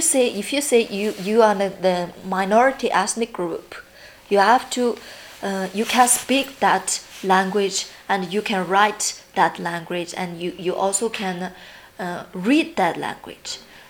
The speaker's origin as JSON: {"language": "English", "region": "Inner Mongolia", "country": "China", "second_language": "English", "said": "am Chinese. I don't want to be recognized as Chinese. I prefer to say that I am Inner Mongolian. I come from China."}